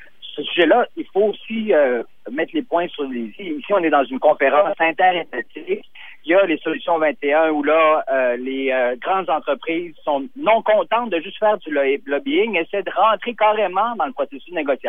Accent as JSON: {"language": "French", "region": "Quebec", "country": "Canada", "said": "ça nous touche là aussi chez nous au Québec, au Canada"}